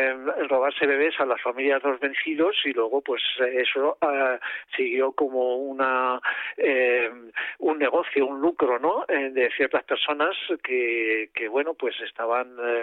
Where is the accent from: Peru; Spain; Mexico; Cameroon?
Spain; A mí me gusta decir que soy el primer español